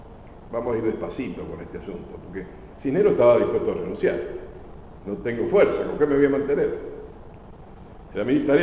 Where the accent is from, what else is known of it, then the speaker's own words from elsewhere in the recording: Argentina; como somos los argentinos, siempre tenemos que empezar con un buen asadito y vino y después hablar